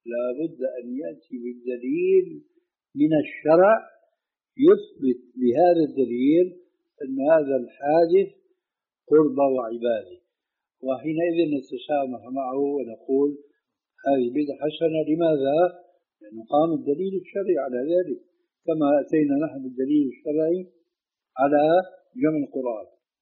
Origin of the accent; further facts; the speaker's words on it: Syria; كما يقولون عندنا في سوريا